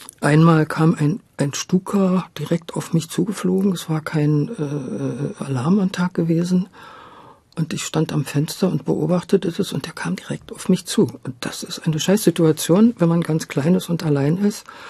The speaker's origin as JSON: {"language": "German", "town": "Meissen", "region": "Saxony", "country": "Germany", "tie": "born or raised there", "said": "wenn du da aufgewachsen bist in Meißen, hast du natürlich Sächsisch gesprochen"}